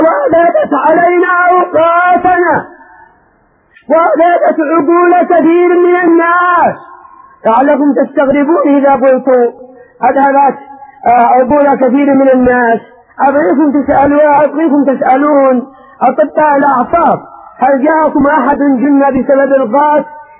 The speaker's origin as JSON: {"language": "Arabic", "country": "Yemen", "said": "ابتلي بأمرين عندنا في اليمن الأعلى"}